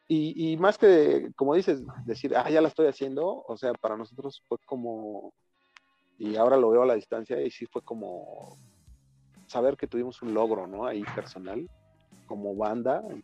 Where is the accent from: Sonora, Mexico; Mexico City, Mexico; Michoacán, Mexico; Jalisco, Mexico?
Mexico City, Mexico; Y ahora uno como chilango, pues más, ¿no? Porque es aquí en tu casa y ver eso.